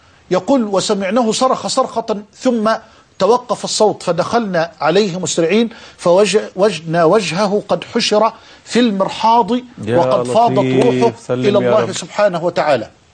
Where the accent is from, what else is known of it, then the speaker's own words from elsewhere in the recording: Egypt; في عندنا في مصر